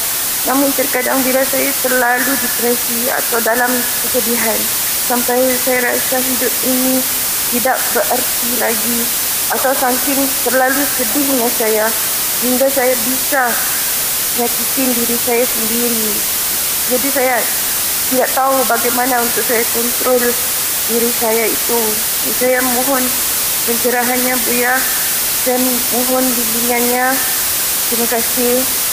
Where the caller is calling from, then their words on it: Singapore; dari Singapura.